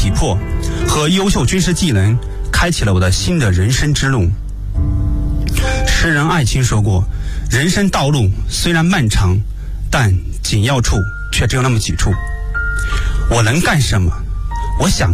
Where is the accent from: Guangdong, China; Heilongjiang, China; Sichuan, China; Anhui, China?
Anhui, China; Lu'an; 因为我是来自这个革命圣地安徽六安省，安徽六安市。